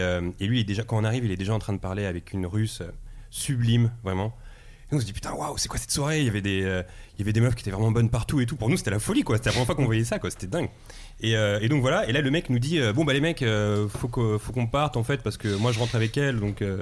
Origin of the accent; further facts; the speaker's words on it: Drancy, Île-de-France, France; also born or lived in Bobigny; En fait, moi je suis né à Drancy, j'ai grandi à Drancy et à Bobigny dans le 93.